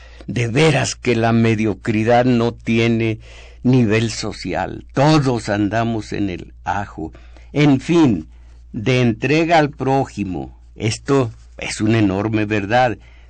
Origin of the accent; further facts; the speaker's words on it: Mexico; Fíjense cómo somos mexicanos, tenemos que agregar films